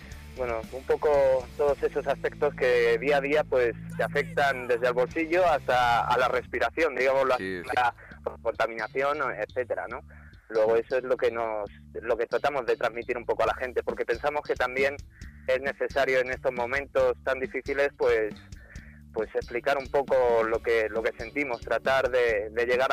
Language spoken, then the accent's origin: Spanish; San Sebastián de los Reyes, Community of Madrid, Spain; Nosotros, dos miembros del grupo, somos de San Sebastián de los Reyes, que está pues en la provincia de Madrid